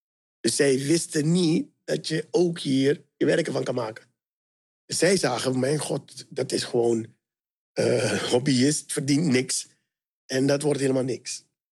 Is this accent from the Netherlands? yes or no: no; Suriname; Want ik kom natuurlijk uit Suriname.